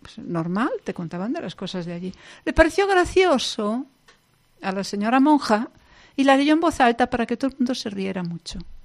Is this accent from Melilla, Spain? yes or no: no; Galicia, Spain; first language Galician; Spanish is a second language; mi primera lengua es el gallego. Y es una lengua en la que me siento muy cómoda y muy bien.